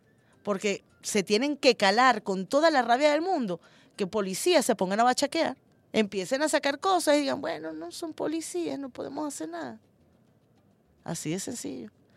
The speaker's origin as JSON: {"language": "Spanish", "country": "Venezuela", "said": "Somos venezolanos, patriotas, decentes y sobre todo chavistas y socialistas."}